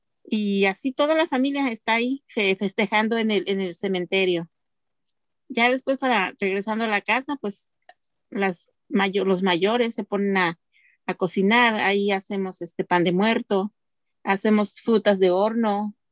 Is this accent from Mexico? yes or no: yes; Xochicuatlán, Hidalgo, Mexico; Yo soy de la Sierra de Hidalgo, la Sierra Hidalguense, de un pueblo llamado Xochicuatlán, que significa flor de cabeza de víbora.